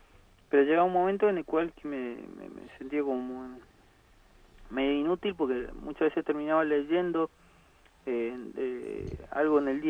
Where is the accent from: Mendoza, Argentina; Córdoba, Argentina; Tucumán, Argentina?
Córdoba, Argentina; soy comunicador, soy de Córdoba